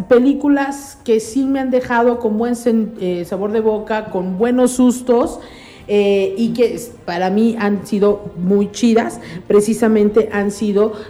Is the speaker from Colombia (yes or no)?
no; Mexico; nosotros como mexicanos, es distinta a la concepción de espíritus que ellos tienen